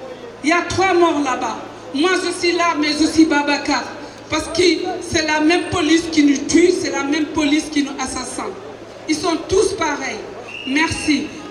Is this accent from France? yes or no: yes; Rennes, Brittany, France; je viens de Rennes.